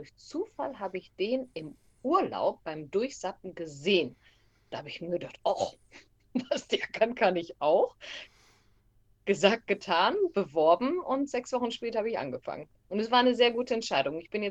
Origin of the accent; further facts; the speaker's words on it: Stade, Lower Saxony, Germany; Ich bin ja auch aus dem Hamburger Land. Ich bin ja ein Stader Kind. Und bin in Hamburg dann zu meiner Ausbildung bei Schwarzkopf TV gewesen